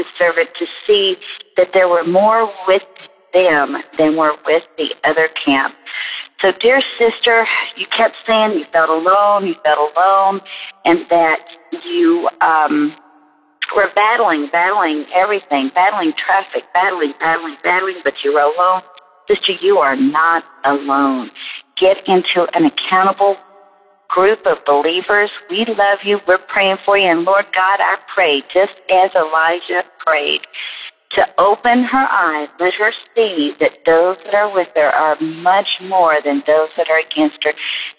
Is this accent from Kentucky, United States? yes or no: yes; Kentucky, United States; I'm from Kentucky. I feel a special kinship with you.